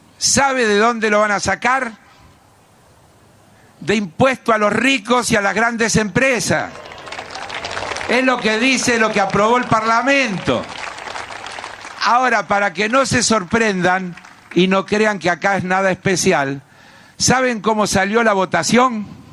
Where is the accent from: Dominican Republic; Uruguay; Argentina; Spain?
Argentina; Buenos Aires; Somos argentinos antes que porteños. Somos porteños orgullosos, pero argentinos orgullosos.